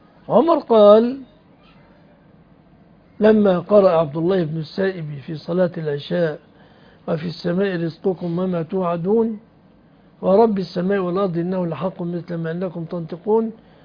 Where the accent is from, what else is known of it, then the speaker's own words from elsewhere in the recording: Egypt; أنا رجل مصري لا أعرف مشاكلكم، أنا جاي من مصر